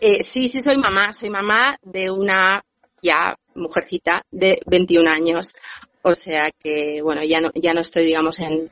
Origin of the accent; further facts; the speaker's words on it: Bilbao, Basque Country, Spain; moved away; quería empezar diciendo que soy bilbaína, porque me hace ilusión, o sea, una emisora de mi ciudad, aunque yo, bueno, hace muchísimos años que me exilié de mi ciudad natal, pero bueno, soy de allá.